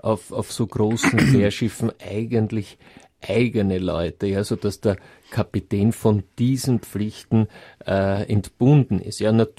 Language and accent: German; Switzerland; Ich komme ja aus der Schweiz.